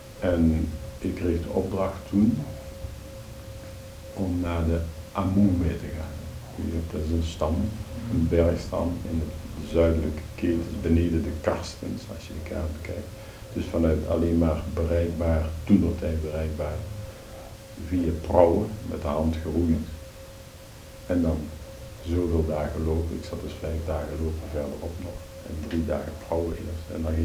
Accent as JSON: {"language": "Dutch", "town": "Venlo", "region": "Limburg", "country": "Netherlands", "moved": "as an adult", "said": "Nee, ik ben dus van Venlo afkomstig."}